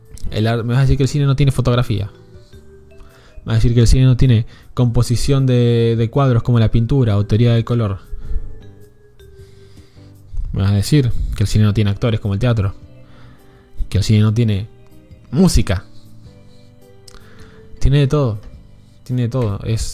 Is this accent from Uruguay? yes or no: no; General Roca, Río Negro, Argentina; ¿De qué provincia sos? Río Negro, General Roca.